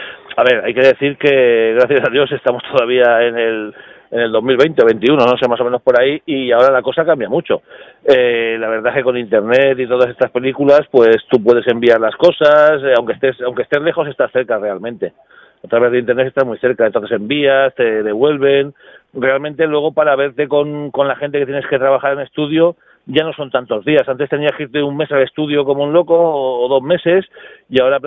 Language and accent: Spanish; Castellón, Valencian Community, Spain; nosotros somos de Castellón